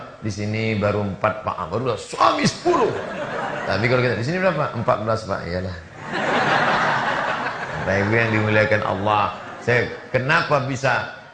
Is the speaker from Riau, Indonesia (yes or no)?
yes; Riau, Indonesia; Saya dari Riau, kabupaten di tempat kami, ada yang zakatnya 10 miliar.